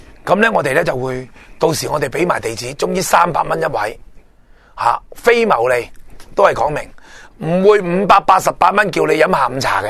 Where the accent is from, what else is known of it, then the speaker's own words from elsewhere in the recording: Hong Kong; 因为我哋香港人都好难长期翻佛山帮衬